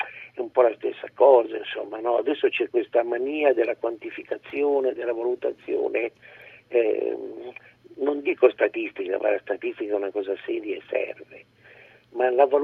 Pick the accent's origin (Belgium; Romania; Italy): Italy; Turin, Piedmont; io sono nato a Torino, sono torinese